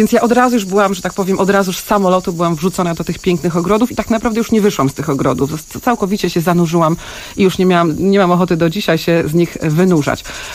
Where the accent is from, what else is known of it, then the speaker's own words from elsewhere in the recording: Gdańsk, Pomeranian Voivodeship, Poland; Ja jestem ogólnie z Gdańska, chodziłam do szkoły średniej w Oliwie, w Gdańsku. Oliwie, do Technikum Urządzania i Pielęgnacji Terenów Zabytkowych Zieleni